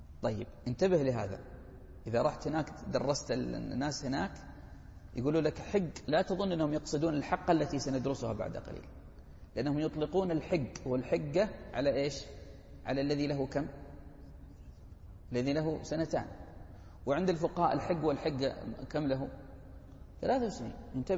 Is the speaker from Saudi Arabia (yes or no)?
yes; Hejaz, Saudi Arabia; مفروض لأنه انفرد عن أمه في العرف عندنا في الحجاز